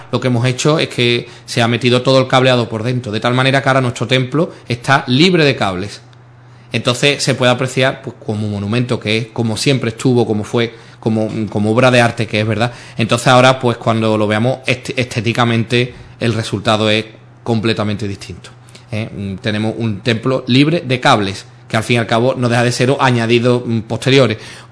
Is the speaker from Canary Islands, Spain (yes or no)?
no; Sanlúcar de Barrameda, Andalusia, Spain; de Sanlúcar, de mi pueblo, de la parroquia de la O, de Nuestra Señora de la O, de mi pueblo, también de Sanlúcar.